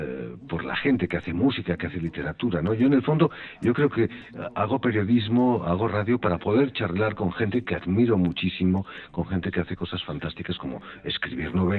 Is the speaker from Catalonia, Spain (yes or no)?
yes; Barcelona, Catalonia, Spain; moved away as an adult; now in Paris, France; yo trabajaba en Barcelona, yo vengo de Barcelona y había trabajado como actor en el teatro